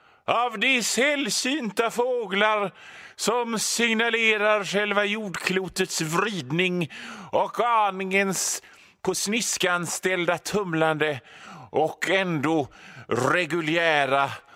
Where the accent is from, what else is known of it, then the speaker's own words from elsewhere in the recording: Västra Bodarne, Västra Götaland County, Sweden; Jag kommer från Västra Bodarne där lungmos är en delikatess som är så gott och som bara serverades när folk gifte sig eller tog studenten eller kom hem från Amerika.